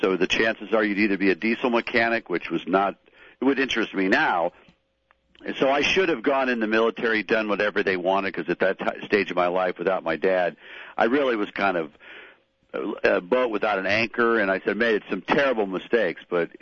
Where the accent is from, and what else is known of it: Detroit, Michigan, United States; now in Los Angeles, United States